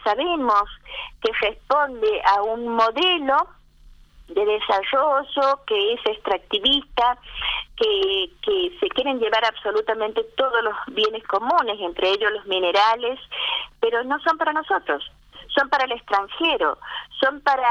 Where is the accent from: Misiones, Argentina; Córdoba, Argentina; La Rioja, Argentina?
La Rioja, Argentina; en tantas cosas que nosotros estamos necesitando como riojanos en este momento